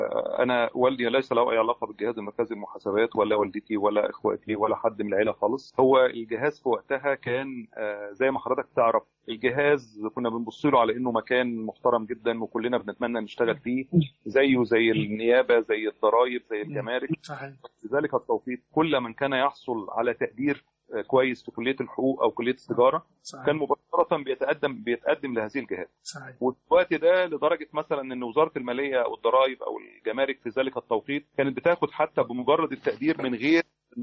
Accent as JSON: {"language": "Arabic", "country": "Egypt", "said": "انا مواطن مصري عادي جدا"}